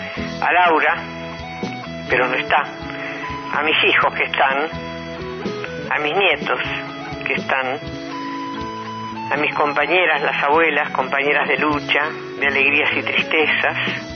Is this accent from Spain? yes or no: no; Argentina; una mujer argentina, una ciudadana más, una mujer común.